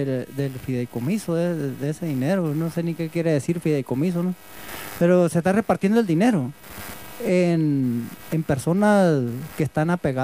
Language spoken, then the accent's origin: Spanish; Guadalupe de Ures, Sonora, Mexico; yo soy de Guadalupe de Ures, ¿no? En el rancho San Pedro.